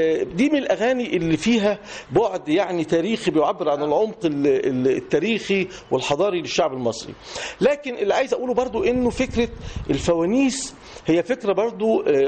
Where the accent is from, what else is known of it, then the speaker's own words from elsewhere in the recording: Egypt; لكن هي ارتبطت عندنا في مصر بشهر رمضان